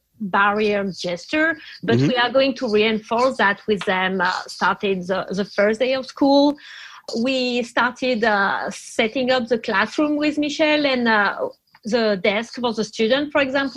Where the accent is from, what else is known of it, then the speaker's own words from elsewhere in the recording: France; first language fr; English is a second language; moved away as an adult; now in Minneapolis, United States; So I'm French, as you can hear. I'm from France, and I was teacher for like 10 years in France, and I moved to the Twin City in 2017.